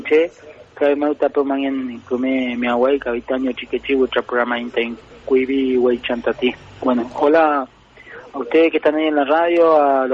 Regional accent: Cushamen, Chubut, Argentina; del allanamiento que hubo en mi tierra, en Cusamapu, o Cusamen

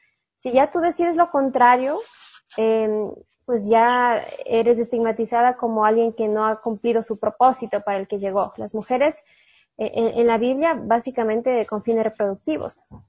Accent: Cuenca, Azuay, Ecuador; yo crecí como católica, muy católica, soy cuencana

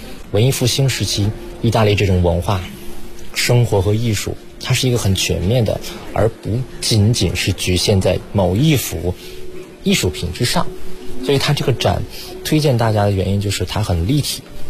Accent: China

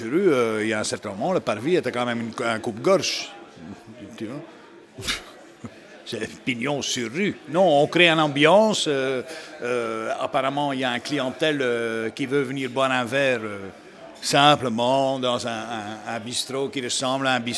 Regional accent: Flanders, Belgium; moved away; Moi, j'ai quitté la Flandre. Si je suis ici, c'est parce que quelque part, je ne me sentais pas vraiment... Parce que quand moi, je suis arrivé ici, tout le monde disait, ah, le flamand est comme ça

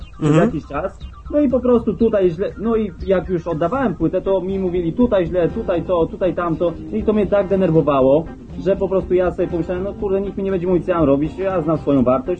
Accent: Malbork, Pomeranian Voivodeship, Poland; jestem z Malborka

